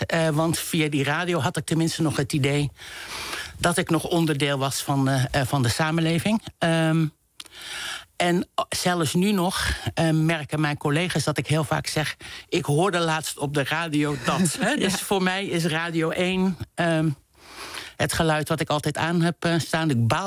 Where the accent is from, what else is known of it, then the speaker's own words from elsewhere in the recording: De Meern, Utrecht, Netherlands; born there; ik ben geboren in De Meren. Dat zegt misschien niet heel veel mensen wat, maar dit was een klein dorp bij Utrecht. Maar we woonden ook nog buiten het dorp, midden in de polder.